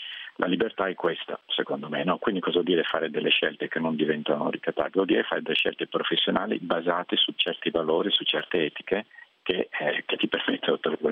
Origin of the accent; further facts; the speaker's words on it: Milan, Lombardy, Italy; moved away; non abito in Italia dal 92, quindi insomma è da molti anni che non vivo nel mio paese, io sono di Milano, e italiano ovviamente.